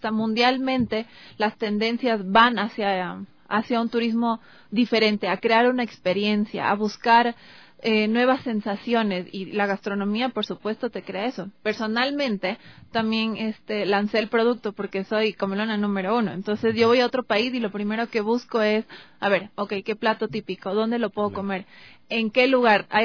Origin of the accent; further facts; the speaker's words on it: Ecuador; primero de sentirnos nosotros como ecuatorianos completamente orgullosos de nuestra gastronomía.